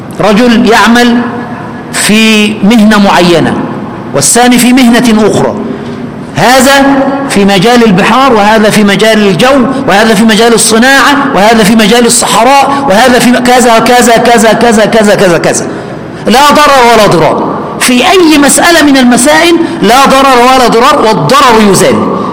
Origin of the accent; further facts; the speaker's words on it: Egypt; وكان الوزغ اللي بنسميه عندنا في مصر البرص كان ينفخ فيها